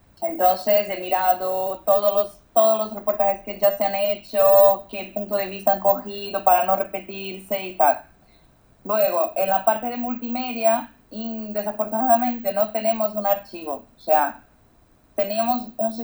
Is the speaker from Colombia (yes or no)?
no; Brazil; Spanish is a second language; Perdona por mi castellano, es que soy brasileña, entonces me cuesta